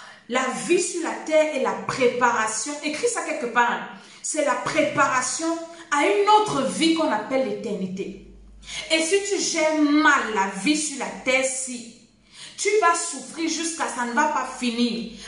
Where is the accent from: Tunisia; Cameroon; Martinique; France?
Cameroon; Je suis camerounaise.